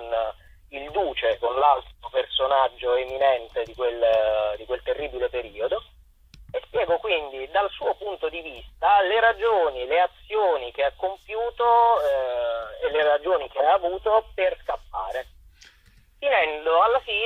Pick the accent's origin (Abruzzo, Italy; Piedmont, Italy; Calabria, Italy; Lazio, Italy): Abruzzo, Italy; Chieti; per un altro spettacolo incentrato sulla storia della mia città natale di Chieti